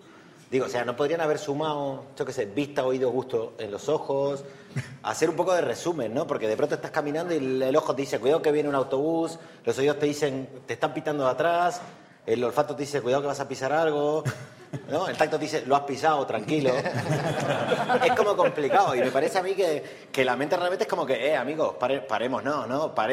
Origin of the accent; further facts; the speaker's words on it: Argentina; como buen argentino te podría decir las dos